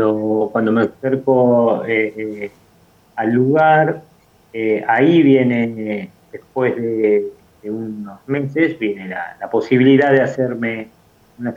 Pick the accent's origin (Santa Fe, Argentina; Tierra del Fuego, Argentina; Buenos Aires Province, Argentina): Buenos Aires Province, Argentina; Campo de Mayo; born there; la gestación haya sido dentro del centro clandestino de detención, que fue Campo de Mayo, donde ellos estuvieron detenidos, que fue el lugar donde yo nací también.